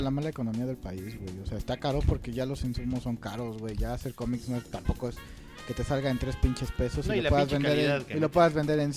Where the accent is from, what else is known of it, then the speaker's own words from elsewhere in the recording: Mexico; porque también soy mexicano.